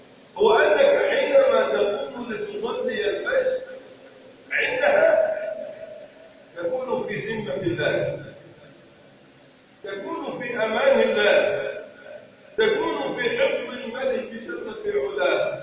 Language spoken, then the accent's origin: Arabic; Egypt; اللهم ارفع عن بلدنا مصر الغلاء والبلاء والوباء